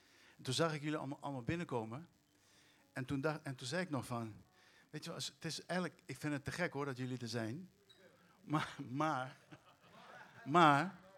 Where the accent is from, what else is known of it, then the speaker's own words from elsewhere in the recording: Curaçao; En Cascora is de wijk op Curaçao waar ik ben opgegroeid.